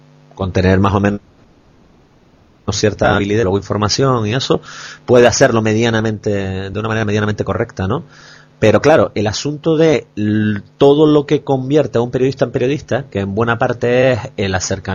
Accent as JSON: {"language": "Spanish", "region": "Canary Islands", "country": "Spain", "moved": "yes", "said": "Somos canarios que estamos fuera y no perdemos comba, digamos, con el ritmo, el pulso de la actualidad canaria"}